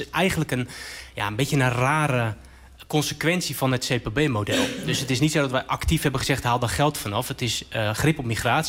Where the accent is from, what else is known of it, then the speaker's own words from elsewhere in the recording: Rotterdam, South Holland, Netherlands; Ik kom zelf uit Rotterdam.